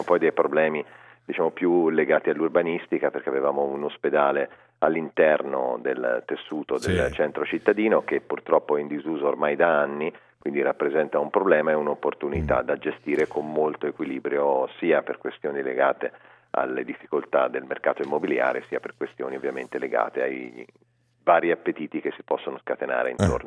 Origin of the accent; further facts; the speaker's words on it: Pontedera, Tuscany, Italy; now in Vimercate, Italy; sono di Pontedera, ma diciamo per 3/4 la mia famiglia è di Vimercate, perché i miei figli sono nati tutti qua.